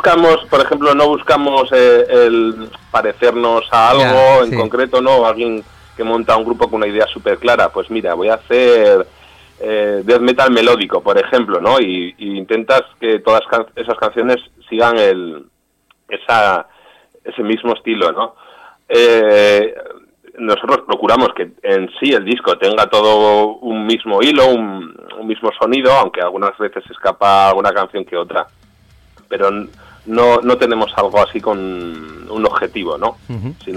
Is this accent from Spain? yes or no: yes; Falces, Navarre, Spain; Yo soy de Falces, de otro pueblo que es vecino.